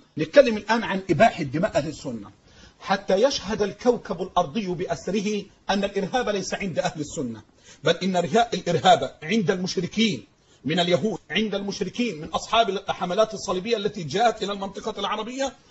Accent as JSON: {"language": "Arabic", "country": "Egypt", "said": "عندنا في مصر"}